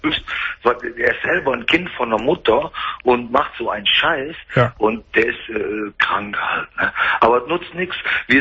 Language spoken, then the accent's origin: German; Bergheim, North Rhine-Westphalia, Germany; Ich bin ja Rheinländer, ne? Ich bin Bergheimer.